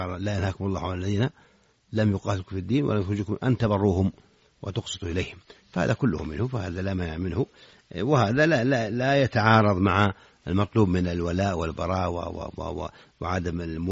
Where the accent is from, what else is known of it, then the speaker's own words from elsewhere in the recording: Saudi Arabia; في بلادنا المملكة العربية السعودية